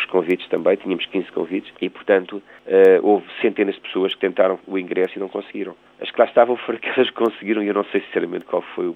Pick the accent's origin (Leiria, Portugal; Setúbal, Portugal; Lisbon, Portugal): Setúbal, Portugal; Costa da Caparica; na praia onde nós crescemos, perdão, aqui na Costa da Caparica, num bar bonito.